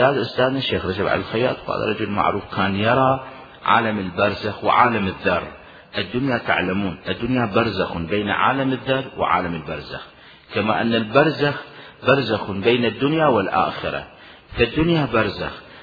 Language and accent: Arabic; Iraq; moved away; طلعونا احنا العراقيين، طلعونا من العراق صدام لعنة الله عليه وزمرة صدام البعثين، طلعونا من العراق ولا نملك شيئا